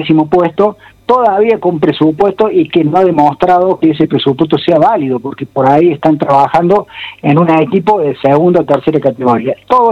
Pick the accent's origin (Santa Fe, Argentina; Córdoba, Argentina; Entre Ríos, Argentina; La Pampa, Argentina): Córdoba, Argentina; Capilla del Monte; En el caso mío, que soy de acá de Capilla del Monte, las cercanías